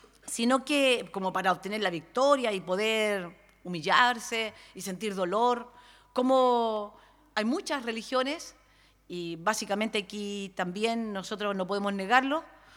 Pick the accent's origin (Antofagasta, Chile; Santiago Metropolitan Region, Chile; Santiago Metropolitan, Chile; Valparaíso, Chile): Valparaíso, Chile; sobre todo los que somos acá de Valparaíso, Viña del Mar, Casablanca